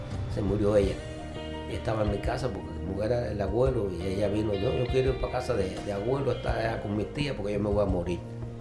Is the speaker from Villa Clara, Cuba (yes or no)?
yes; Santa Clara, Villa Clara, Cuba; Yo soy de Santa Clara.